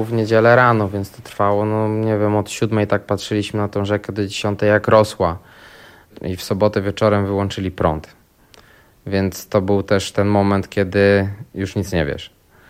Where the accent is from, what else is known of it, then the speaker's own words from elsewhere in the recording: Wrocław, Lower Silesian Voivodeship, Poland; My mieszkamy tam od 3 lat. Ja jestem wrocławianinem. W 97 układałem worki na Biskupinie, bo tam mieszkałem.